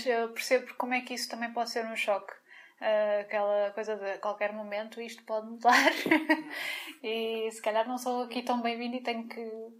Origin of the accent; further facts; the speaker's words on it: Portugal; Não estou a ver a diferença, mas ok, eu sou portuguesa.